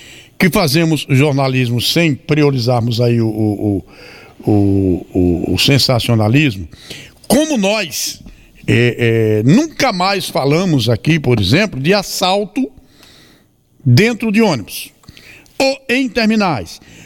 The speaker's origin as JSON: {"language": "Portuguese", "town": "Maceió", "region": "Alagoas", "country": "Brazil", "tie": "born or raised there", "moved": "yes", "said": "Eu estive recentemente em Maceió, que é inclusive a minha terra, eu sou alagoano, embora estou aqui há 46 anos, sou muito mais sergipano do que alagoano."}